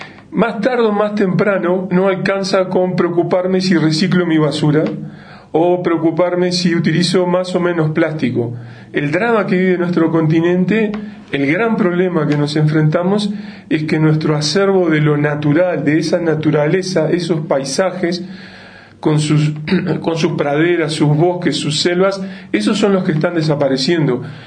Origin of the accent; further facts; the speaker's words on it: Uruguay; soy de Uruguay, con lo que eso tiene de bueno y de malo. Visito diferentes países, sobre todo América del Sur, desde hace mucho tiempo.